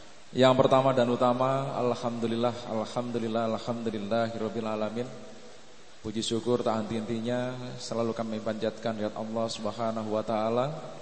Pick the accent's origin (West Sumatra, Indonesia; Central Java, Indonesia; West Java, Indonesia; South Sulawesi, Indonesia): West Java, Indonesia; Bogor; also born or lived in Pacitan; Kebetulan kami dari Pacitan, Jawa Timur. Namun kami dibesarkan sejak umur 1 tahun di daerah Jawa Barat, Bogor dan Sukabumi